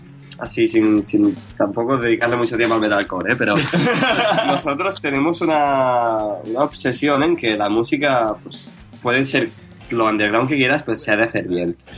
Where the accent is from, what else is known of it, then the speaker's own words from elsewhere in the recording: Terrassa, Catalonia, Spain; Fatal, porque nosotros somos de Tarrasa, entonces...